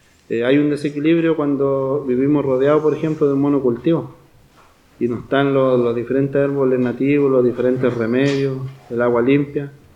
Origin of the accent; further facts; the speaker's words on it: Pilcahuín, Los Ríos, Chile; yo vengo del Lofpi Pilcahuín, que queda acá a más o menos 25 kilómetros a la costa de la Unión. Somos una comunidad formada en base a una familia, igual familias ancestrales de allá del territorio